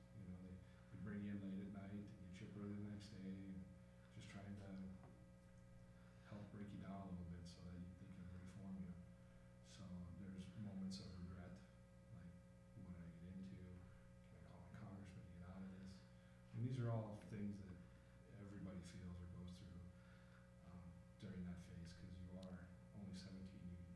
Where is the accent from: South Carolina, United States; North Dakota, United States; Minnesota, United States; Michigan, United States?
North Dakota, United States; Mandan; also born or lived in Arkansas; I was born in Arkansas. I primarily grew up in Mandan, North Dakota. That's where I went to school and graduated.